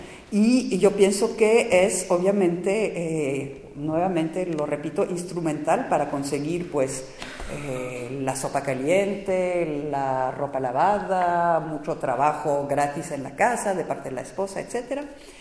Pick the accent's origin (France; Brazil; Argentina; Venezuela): France; y además nuevamente como francesa, desgraciadamente siento una responsabilidad especial